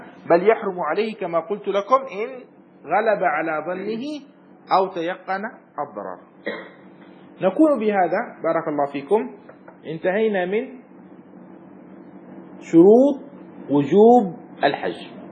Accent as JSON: {"language": "Arabic", "region": "Aden", "country": "Yemen", "tie": "born or raised there", "said": "وهو في مدينتي في عدن"}